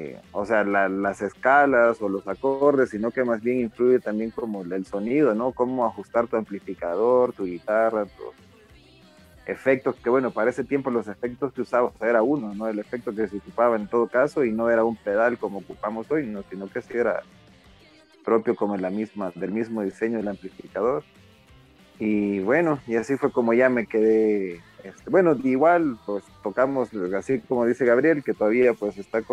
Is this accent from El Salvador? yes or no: yes; El Salvador; yo soy de El Salvador, entonces pues allá armé una banda con unos amigos